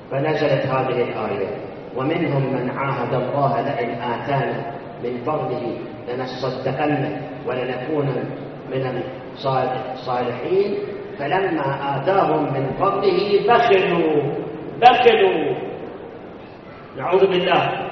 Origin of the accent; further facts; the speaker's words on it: Karbala, Karbala Governorate, Iraq; كربلاء ما عندنا، كان عندنا في كربلاء مدير مدرسة